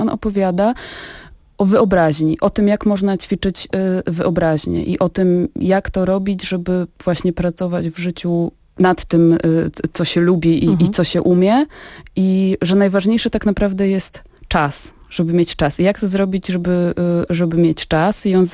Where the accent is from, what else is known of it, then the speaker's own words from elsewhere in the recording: Grudziądz, Kuyavian-Pomeranian Voivodeship, Poland; A to śmiesznie, bo się okazało, że jesteśmy z Grudziądza obydwie z tego samego osiedla.